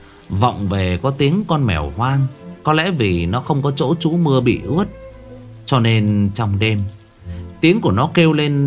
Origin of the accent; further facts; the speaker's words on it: Thai Nguyen, Vietnam; mặc dù là tôi thì quê ở xa, tôi sinh ra và lớn lên ở Thái Nguyên. Quê của tôi, ông bà già thì ở Hưng Yên cơ. Thế nhưng mà cái nơi mà tôi ở thì nó lại giáp với khu nông nghiệp.